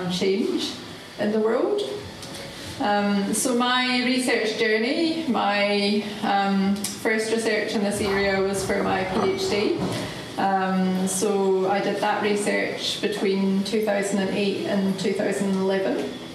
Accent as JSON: {"language": "English", "region": "Scotland", "country": "United Kingdom", "also_born_or_lived": "London", "lives_now": "New Zealand", "said": "I moved to New Zealand in 2007. I was living in London before I moved to New Zealand. I'm from Scotland."}